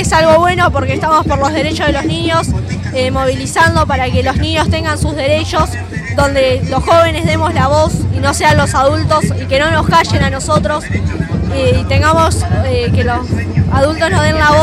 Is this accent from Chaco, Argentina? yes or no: no; La Plata, Buenos Aires Province, Argentina; Soy del barrio de Los Hornos, de acá de La Plata.